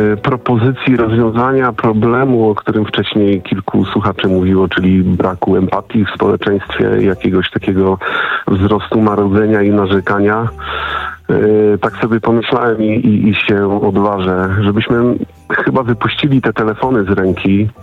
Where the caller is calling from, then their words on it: Subcarpathian Voivodeship, Poland; Nie, ja z Podkarpacia.